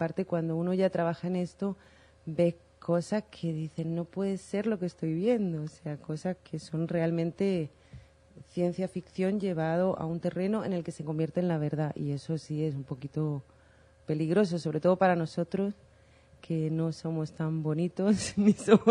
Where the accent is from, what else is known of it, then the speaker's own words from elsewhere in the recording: Spain; also born or lived in Guatemala; yo soy española, y por accidente, por supuesto, también. Vivía en Guatemala, estuve viviendo 7 años allí